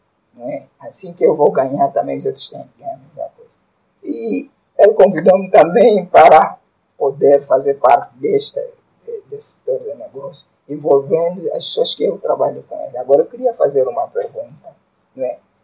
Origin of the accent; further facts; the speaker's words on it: Cazenga, Luanda, Angola; conhecer o Sr. Felisberto foi através de uma palestra que foi do empreendedor, também num Cazenga, sou do Cazenga.